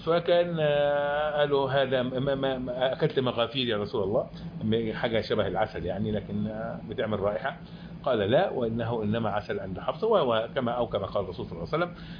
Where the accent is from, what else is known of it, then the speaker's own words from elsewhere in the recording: Egypt; واحنا طبعا كمصريين بنقول انه لا